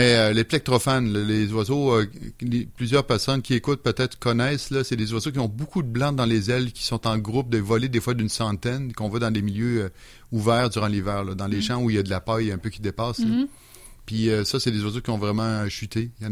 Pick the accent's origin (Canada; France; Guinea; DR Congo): Canada; Beauport, Quebec; moi, je me souviens des quartiers où j'ai passé mon enfance, à Beauport, il y avait de tout petits arbres un peu partout.